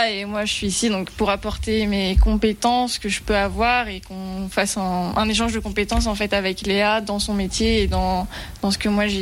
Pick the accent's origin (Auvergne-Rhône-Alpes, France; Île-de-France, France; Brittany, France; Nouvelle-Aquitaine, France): Brittany, France; À la base, je viens de Bretagne aussi